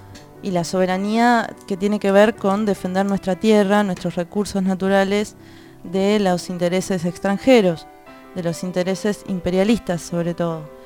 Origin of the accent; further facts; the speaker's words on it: Argentina; como nación, como Argentina que somos, de defender los recursos naturales para todos aquellos que lo necesiten